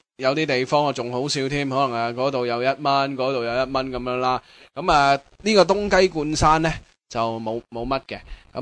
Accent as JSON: {"language": "Cantonese", "country": "Hong Kong", "said": "佢听到我哋系香港嚟嘅"}